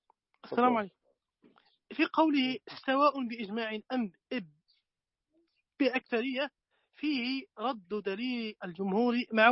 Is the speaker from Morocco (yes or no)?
yes; Morocco; نحن أنا أقول لك ما عندنا في المغرب